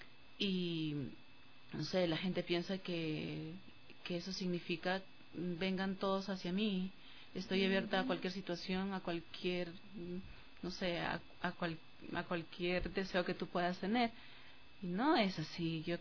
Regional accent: Colombia; Yo soy colombiana, soy mujer

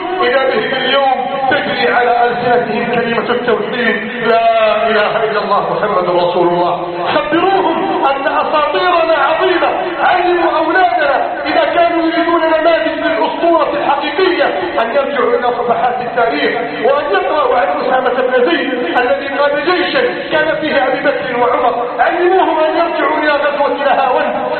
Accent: Egypt

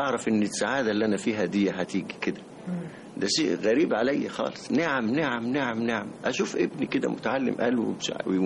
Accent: Beni Suef, Beni Suef Governorate, Egypt; born there; عندنا في بني سويف اللي اتولدت فيها

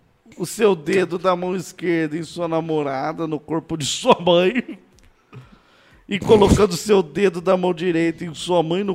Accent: São José dos Campos, São Paulo, Brazil; sou de São José dos Campos também.

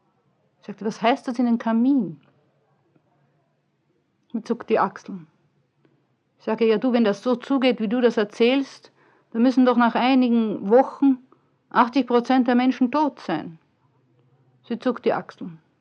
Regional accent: Vienna, Austria; Ich sage, aus Wien.

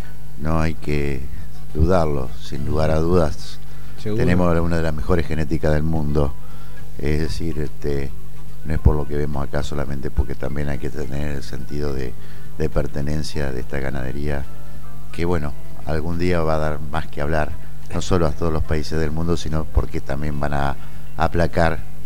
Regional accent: Entre Ríos, Argentina; yo soy productor ganadero de Entre Ríos. Mi campo está en el sureste, suroeste de la provincia de Paraná, 60 kilómetros al sur, en la localidad de Ramírez. Y bueno, de vieja raigambre ganadera.

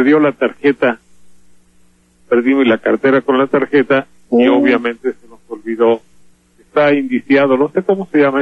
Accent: Mexico; El primer verdugo de los mexicanos somos los mexicanos mismos

